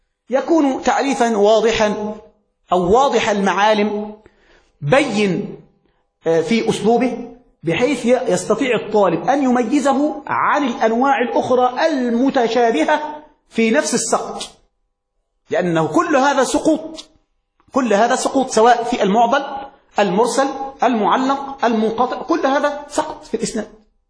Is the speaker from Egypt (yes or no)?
yes; Egypt; كما يقول عندنا في مصر